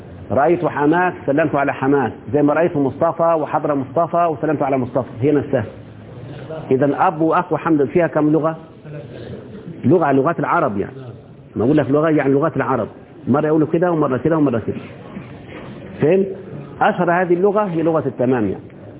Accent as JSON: {"language": "Arabic", "country": "Egypt", "said": "احنا كمصريين بنتكلم بلغة القصر الآن"}